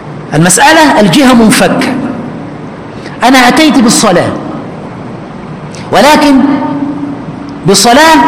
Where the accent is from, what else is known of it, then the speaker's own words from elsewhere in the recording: Egypt; عندنا في مصر شيء يسمى البشعة